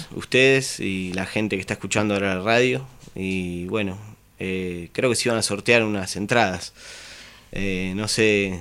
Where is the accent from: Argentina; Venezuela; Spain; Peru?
Argentina; Magdalena, Buenos Aires Province; moved away; sí, estoy con unos chicos allá en Magdalena, estamos ensayando, yo soy de allá, vivo acá hace tiempo igual.